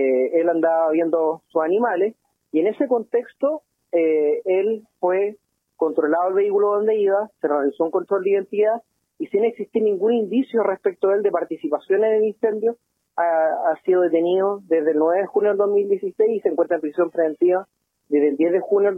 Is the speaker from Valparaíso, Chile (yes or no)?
no; Araucanía, Chile; sabiendo que nosotros somos de Cato